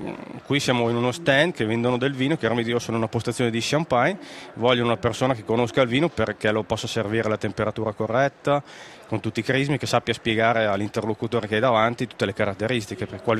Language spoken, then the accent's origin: Italian; Mantua, Lombardy, Italy; born there; io sono mantovano, sono nato a Manto, papà mantovano, mamma sarda, di Iglesias, che è sud-ovest della Sardegna.